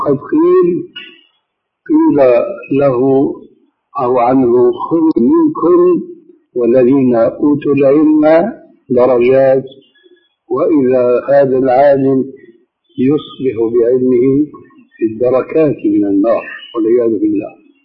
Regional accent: Syria; كما يقولون عندنا في بلاد الشام وفي سوريا بصورة خاصة

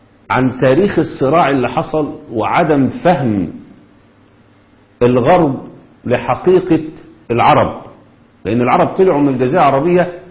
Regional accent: Egypt; احنا كمصريين بندافع عن

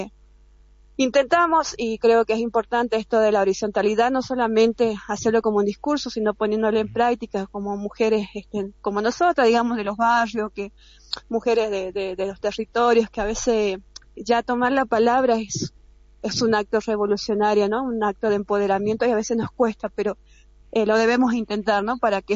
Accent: Jujuy, Argentina; nosotros somos un pueblo jujeño, tenemos territorios alejados

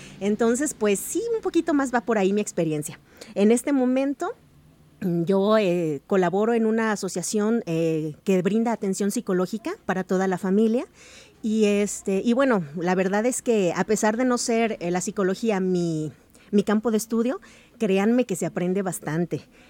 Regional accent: Chihuahua, Mexico; now in Guadalajara, Mexico; Yo soy chihuahuense, con mucho orgullo, una tierra muy bonita, pero estoy tan enamorada de Guadalajara que yo ya soy tapatía por adopción hecha y derecha.

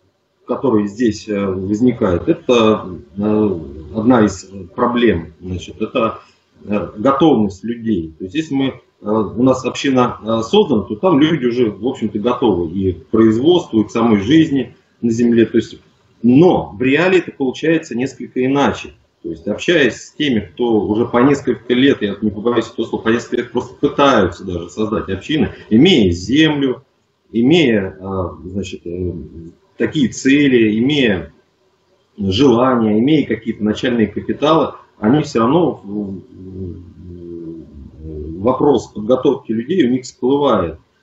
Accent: Nizhny Novgorod, Nizhny Novgorod Oblast, Russia; я из Нижнего Новгорода, предприниматель.

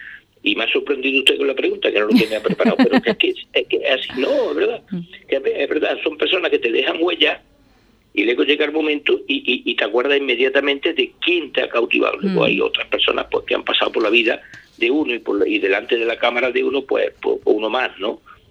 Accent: Andalusia, Spain; Yo me considero un andaluz de los clásicos andaluz, sabe usted cómo somos, tenemos fama, sí.

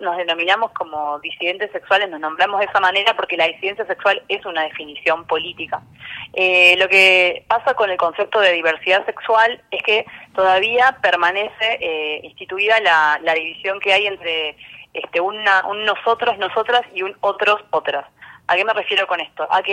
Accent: Buenos Aires, Argentina; Igual quería hacer una aclaración, que soy de Buenos Aires.

